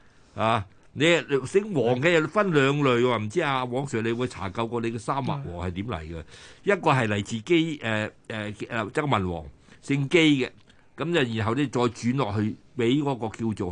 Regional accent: Shunde, Guangdong, China; 我係順德人，我梗係自己夾界結欄啊嘛

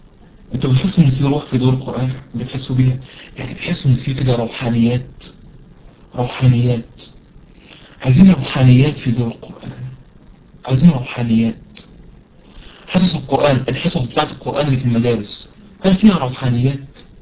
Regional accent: Egypt; عارفين المحشي عندنا في مصر يعني من أمهات الأكل عندنا في مصر

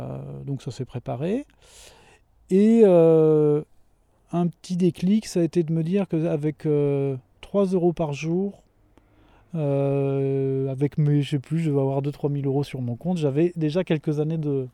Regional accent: Pays de la Loire, France; Je suis originaire de la Mayenne, et j'ai fait un épisode de 4 ans itinérant, donc j'avais plus de maison

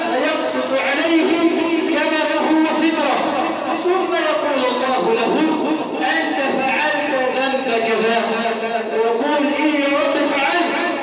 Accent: Egypt; اللهم إنا نسألك أن تجعل بلدنا مصر سخاء رخاء

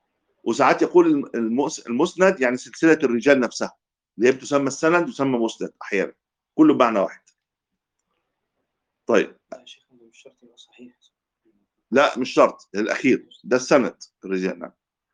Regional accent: Egypt; كان عندنا في مصر

